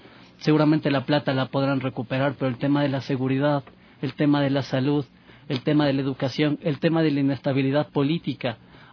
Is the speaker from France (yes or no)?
no; Ecuador; Y eso es un tema también que deberíamos analizarlo como ecuatorianos, porque nos reconstruye históricamente a nosotros también, pues.